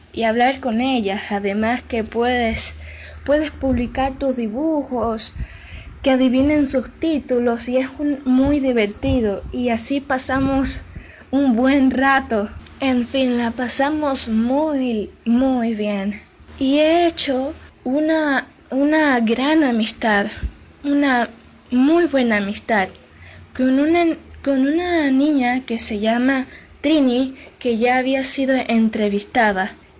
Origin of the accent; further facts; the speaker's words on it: Cuba; Soy de Cuba. Vivo en Pinar del Río.